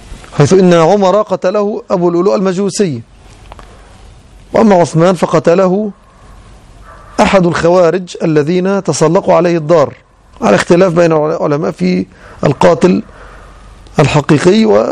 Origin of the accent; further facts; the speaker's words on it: Egypt; كما يظن بعض العامة خاصة عندنا في مصر